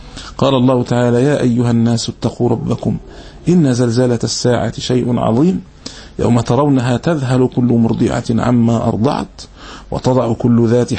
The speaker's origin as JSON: {"language": "Arabic", "town": "Alexandria", "region": "Alexandria Governorate", "country": "Egypt", "said": "هذه عندنا في الإسكندرية"}